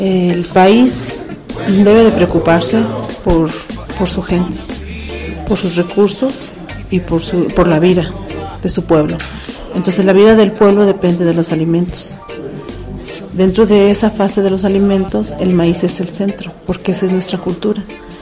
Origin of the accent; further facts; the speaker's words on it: Mexico; nosotros como mexicanos, ¿no? No campesinos, como mexicanos, no valoramos esa parte